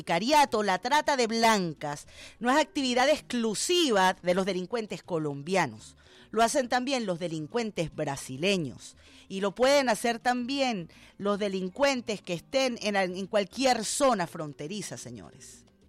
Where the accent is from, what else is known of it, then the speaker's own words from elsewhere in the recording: Cuba; now in Venezuela; uno ya tiene hijos y sus hijos nacen y crecen y se hacen adultos aquí en Venezuela, ya dejas de pensar como cubano y piensas como madre venezolana.